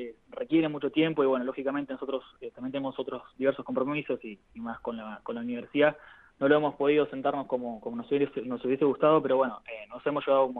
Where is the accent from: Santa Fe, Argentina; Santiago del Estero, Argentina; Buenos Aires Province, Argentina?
Buenos Aires Province, Argentina; Bahía Blanca; also born or lived in Tres Lomas; Yo nací en Tres Lomas, un pueblo de la provincia de Buenos Aires, pero bueno, viví toda mi vida en Bahía. Tengo un poco ahí dividido la identidad.